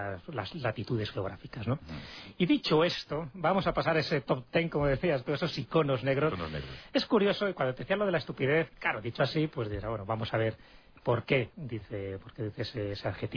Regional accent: Béjar, Castile and León, Spain; Entonces, en Béjar, en concreto en Salamanca, los bejaranos salen al campo a degustar lo que allí llaman las calbotes o las calbotas, que son las castañas

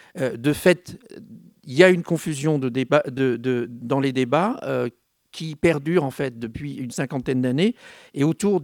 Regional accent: Paris, Île-de-France, France; Je suis parisien et belvillois.

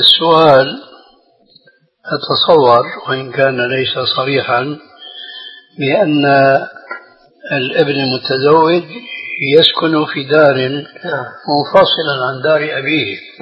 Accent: Syria; كما يقولون عندنا في سوريا

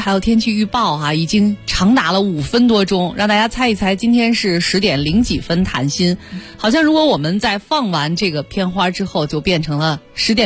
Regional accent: China; 所以我们中国人一直说要保持谦逊和低调

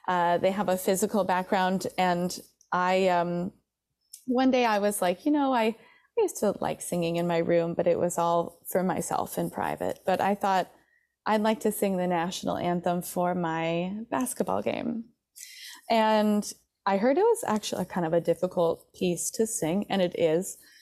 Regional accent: Traverse City, Michigan, United States; born or raised there

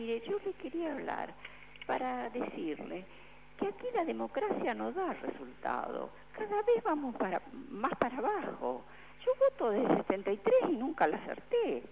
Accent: Argentina; yo soy tan argentina como Macri

